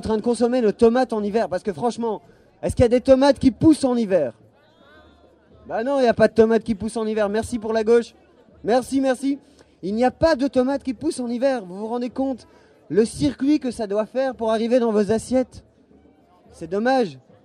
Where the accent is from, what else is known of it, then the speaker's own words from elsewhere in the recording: Belgium; je suis belge et je bois une bière polonaise.